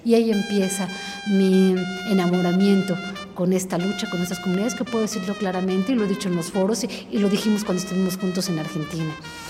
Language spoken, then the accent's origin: Spanish; Mexico; ya me siento identificada no nada más como periodista, sino como una mexicana más